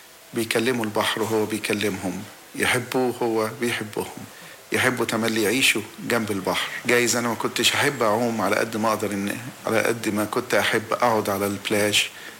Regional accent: Alexandria, Alexandria Governorate, Egypt; اسكندرية دي كانت وما زالت مدينة جميلة من أحلى مدن مصر، اتولدت فيها وكبرت فيها وشفت مدن كتيرة في مصر حبيتهم كلهم، بس حاجة تانية غير اسكندرية. اسكندرية عشت في بيت العيلة، كان معايا حوالي 20 من أولاد العم

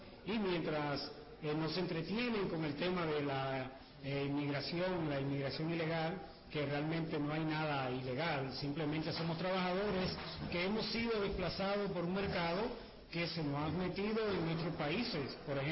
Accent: Dominican Republic; soy dominicano

